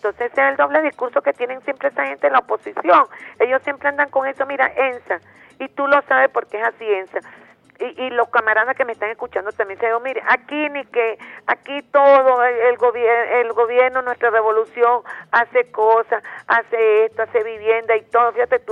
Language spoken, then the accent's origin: Spanish; Venezuela; como venezolanos